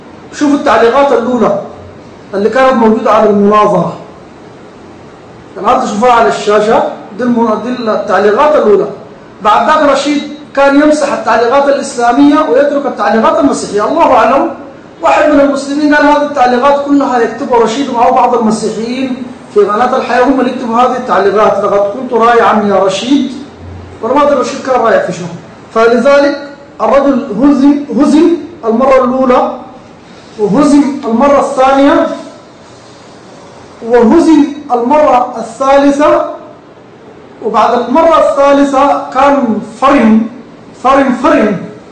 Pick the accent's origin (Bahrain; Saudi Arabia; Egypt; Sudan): Sudan; ولا تحتاج إلى قراءة أو إلى درس عصر كما يقال عندنا في السودان